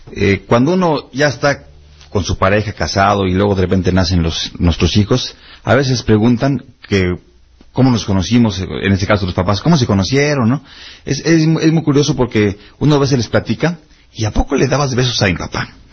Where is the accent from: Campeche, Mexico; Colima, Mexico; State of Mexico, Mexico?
Campeche, Mexico; venimos exactamente de allá de Campeche, vamos a hacer un estilo de por allá